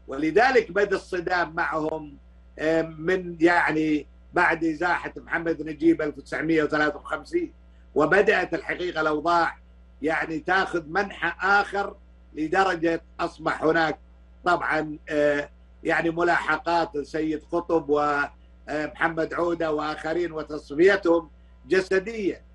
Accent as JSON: {"language": "Arabic", "country": "Kuwait", "said": "أنا ما طلعت من الكويت"}